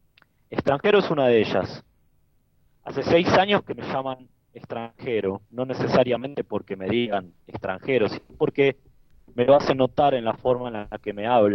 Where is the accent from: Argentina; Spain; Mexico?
Argentina; now in Germany; menciono que así aprendí a ser en mi tierra, Argentina, recibo comentarios como: bueno, pero ahora estás en Alemania.